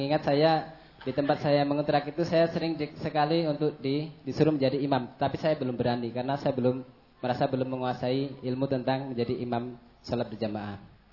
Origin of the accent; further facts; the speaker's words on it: Lubuk Linggau, South Sumatra, Indonesia; now in Boyolali, Indonesia; Asal saya dari Lubuk Linggau, Kecamatan Tegumulyo, Kabupaten Lusirawas, Desa Tambah Asri. Tapi saya sekarang tinggal di sini mengikuti cabang Ngemplak 1 Boyolali.